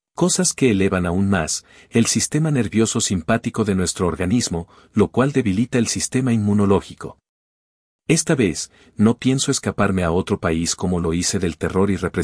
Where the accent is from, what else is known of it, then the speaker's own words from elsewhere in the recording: Cuba; moved away; Como fue mi caso cuando salí de Cuba.